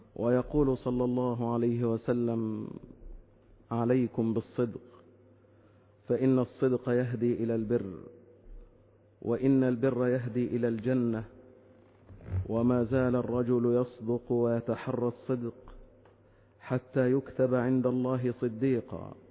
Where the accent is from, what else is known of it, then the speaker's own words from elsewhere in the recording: Egypt; بلدنا مصر الحبيبة